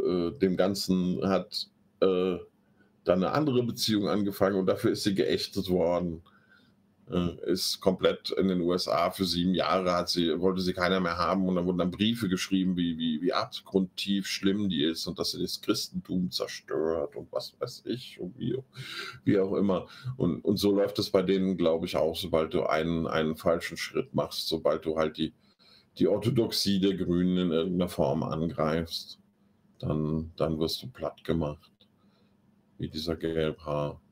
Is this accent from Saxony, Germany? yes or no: no; Hesse, Germany; es gibt in der Gemeinde, wo ich groß geworden bin, die liegt im Speckgürtel von Frankfurt, und das war mal eine Obstbaugemeinde